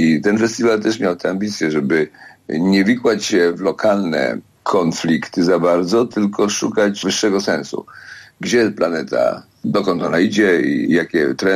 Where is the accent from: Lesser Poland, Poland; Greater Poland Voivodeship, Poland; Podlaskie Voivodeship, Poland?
Greater Poland Voivodeship, Poland; Poznań; Jestem poznaniak na uchodźstwie w tej chwili, prawda?